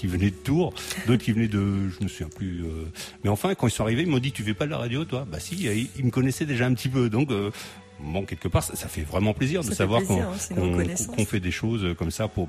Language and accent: French; Portugal; il y a aussi une fierté, parce que moi je suis portugais.